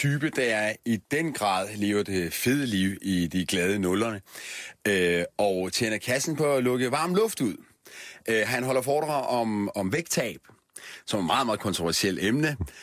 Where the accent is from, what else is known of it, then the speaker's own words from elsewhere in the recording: Vojens, Region of Southern Denmark, Denmark; Vojens, jeg kommer selv fra Vojens. Jeg vokset op i Vojens, mine forældre boede i Vojens i 80'erne.